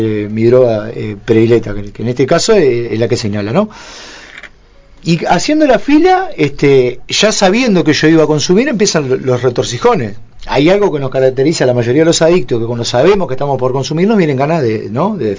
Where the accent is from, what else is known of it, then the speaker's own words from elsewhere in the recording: Montevideo, Uruguay; yo soy era un pibe nacido y criado en Pocito, Montevideo, ¿no? La UNI Julio César, una zona 1 Montevideo, re lindo